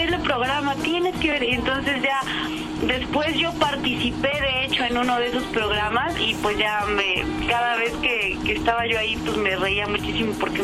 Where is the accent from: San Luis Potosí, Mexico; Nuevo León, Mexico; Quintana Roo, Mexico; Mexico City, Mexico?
Mexico City, Mexico; also born or lived in Veracruz; nací ahí en Veracruz y pues casi toda mi vida he vivido aquí en la Ciudad de México. Pero bueno, pues sí, iba mucho de chiquita a Veracruz.